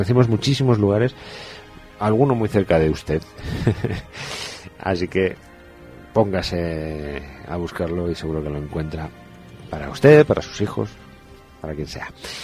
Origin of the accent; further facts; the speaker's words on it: Madrid, Community of Madrid, Spain; nosotros somos madrileños, emitimos desde la zona sur de la capital de España